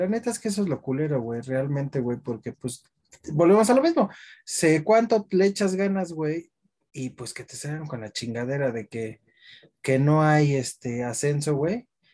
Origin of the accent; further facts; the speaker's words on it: Mexico; Me da gusto como mexicano, me da gusto.